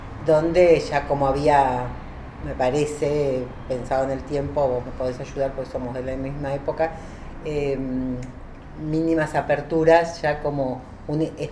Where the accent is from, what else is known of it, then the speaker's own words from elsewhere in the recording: Mar del Plata, Buenos Aires Province, Argentina; born there; Y bueno, años más tarde nací yo acá en Mar del Plata. O sea, yo soy de la familia, soy la única que nació acá.